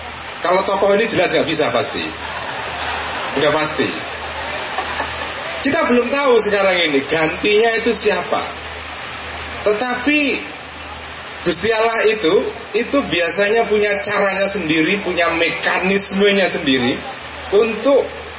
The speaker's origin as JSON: {"language": "Indonesian", "region": "Central Java", "country": "Indonesia", "said": "Dan sebagai warga Jawa Tengah, kita juga merasa bangga karena di tanah Jawa Tengah ini kita punya dua tokoh"}